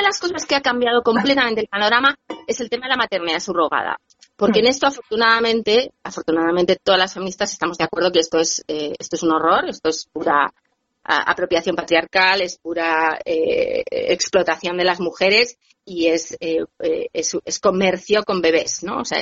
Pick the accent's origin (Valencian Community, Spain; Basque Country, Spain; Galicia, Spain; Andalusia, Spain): Basque Country, Spain; Bilbao; moved away; quería empezar diciendo que soy bilbaína, porque me hace ilusión, o sea, una emisora de mi ciudad, aunque yo, bueno, hace muchísimos años que me exilié de mi ciudad natal, pero bueno, soy de allá.